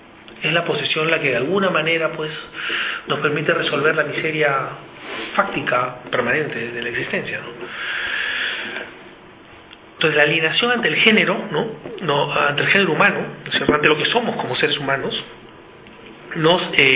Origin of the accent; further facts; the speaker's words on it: Peru; Yo vengo de Perú, ahí tenemos un tema con el capital extractivo